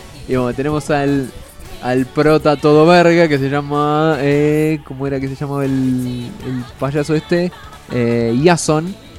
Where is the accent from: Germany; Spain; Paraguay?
Germany; Yo soy alemán.